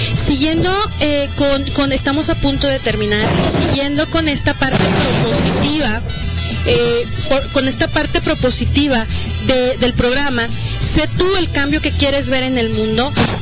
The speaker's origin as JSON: {"language": "Spanish", "town": "Arandas", "region": "Jalisco", "country": "Mexico", "moved": "as an adult", "lives_now": "Guadalajara, Mexico", "said": "Yo soy de Arandas, yo vine hace 10 años ya a estudiar la universidad aquí a Guadalajara"}